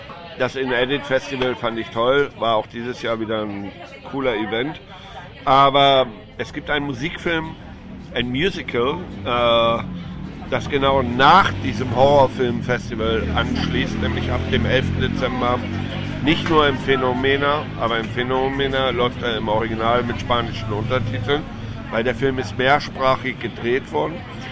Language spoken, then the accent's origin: German; Hamburg, Germany; da schließt sich der Kreis, zu meiner Heimatstadt Hamburg